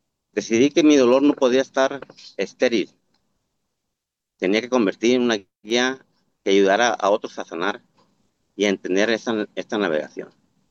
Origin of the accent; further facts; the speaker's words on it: Tepic, Nayarit, Mexico; Soy orgullosamente de Tepic, Nayarit